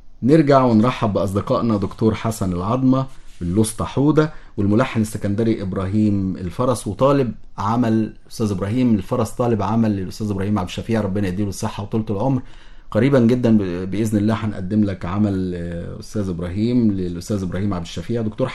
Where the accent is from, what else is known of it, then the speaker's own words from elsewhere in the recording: Egypt; لان الشعب مختلف عندنا في مصر ما بين الفلاحي والصعيدي